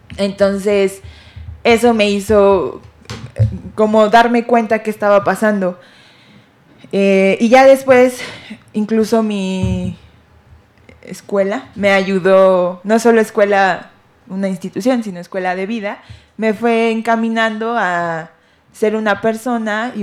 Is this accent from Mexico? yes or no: yes; Mexico City, Mexico; Yo también soy una chilanga, como mis compañeras.